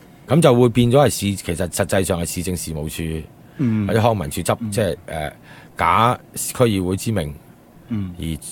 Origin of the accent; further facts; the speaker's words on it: Hong Kong; 即系如果你讲公道嚟讲咧，即系我哋香港人翻去做嘢就冇配额噶嘛。